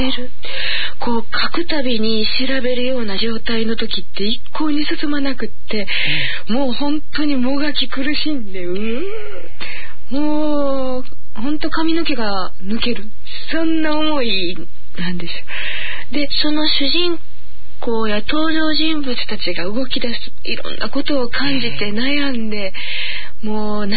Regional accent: Osaka, Japan; 江戸言葉って私は大阪人なので、江戸弁っていうのは体の中にないわけですよ。

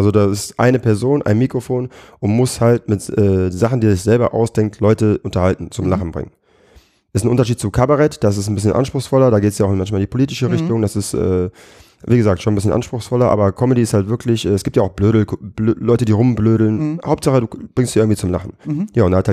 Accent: Düsseldorf, North Rhine-Westphalia, Germany; born there; Ja, also ich komme aus Düsseldorf, bin in Düsseldorf geboren.

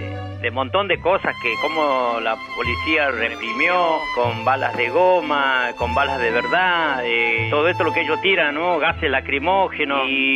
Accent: Breapozo, Santiago del Estero, Argentina; Yo vivía en el campo, allá en mi provincia natal, que es Santiago del Estero, y estaba a 80 kilómetros de distancia de la ciudad capital al lugar donde yo... donde nací. No, es un paraje, el paraje es Breapozo, es el paraje donde yo, de donde soy natural.

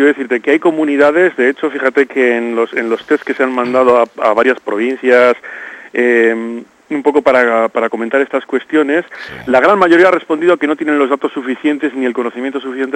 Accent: Loredo, Cantabria, Spain; Yo soy de Loredo, de la zona de Ribamontana al Mar, y bueno, allí, bueno, a pesar de mi apellido y a pesar de que trabajo en Navarra

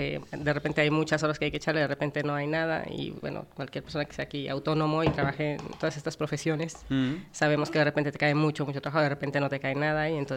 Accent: Mexico; Yo soy de México.

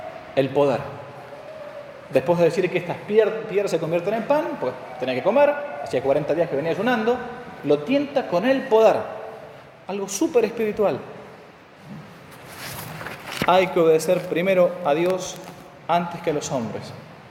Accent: Argentina; Bueno, por lo general nadie se confiesa de eso porque Argentina, somos argentinos.

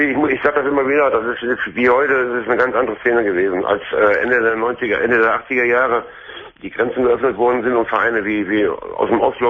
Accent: Duisburg, North Rhine-Westphalia, Germany; das ist ein Männerwohnheim hier in Essen, wo ich jetzt momentan wohne. Ich komme eigentlich aus Duisburg, bin aber nach Essen gezogen.

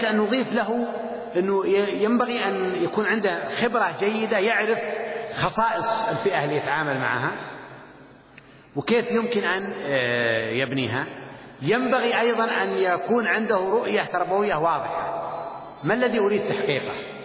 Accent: Saudi Arabia; بس هو مطبوع عندنا في السعودية

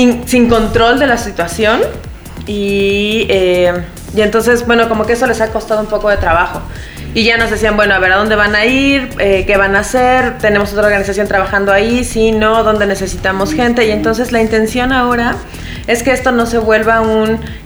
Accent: Mexico; salimos de México. Íbamos tres médicos veterinarios de México

